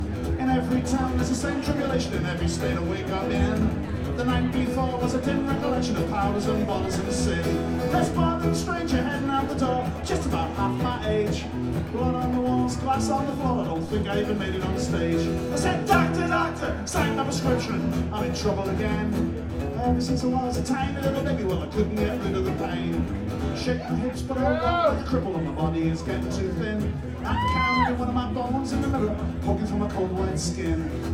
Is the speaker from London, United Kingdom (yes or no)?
no; Newport, Wales, United Kingdom; So a lot of my mates' dads were sailors who got off the boat and forgot to get back on. And down by the docks was an amazing area called Pilgwethly. We called it Pill, but it was where all the action was going on.